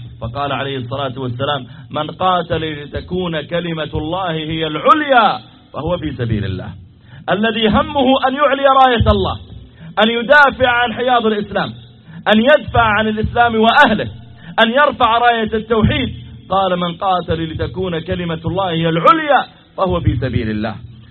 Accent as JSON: {"language": "Arabic", "country": "Saudi Arabia", "said": "وهل الصلاة خاصة بنا نحن الذين جئناكم من السعودية؟"}